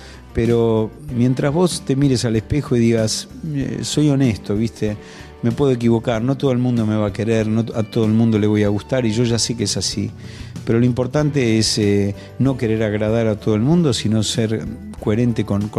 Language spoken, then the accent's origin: Spanish; Argentina; soy un músico, soy pianista, soy cantante, soy argentino, soy papá